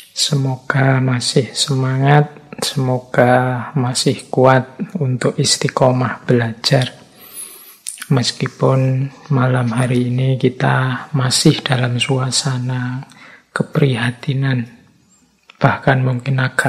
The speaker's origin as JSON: {"language": "Indonesian", "region": "Java", "country": "Indonesia", "said": "Ya memang karena basis saya, ya saya aslinya orang Jawa. Jadi mengkaji budaya Jawa itu seperti menggali diri sendiri."}